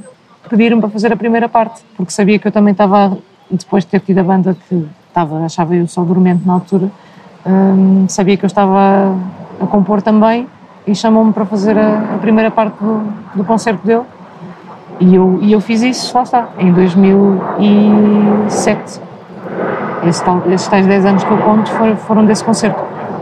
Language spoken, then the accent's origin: Portuguese; Porto, Portugal; now in Lisbon, Portugal; Eu sou do Porto.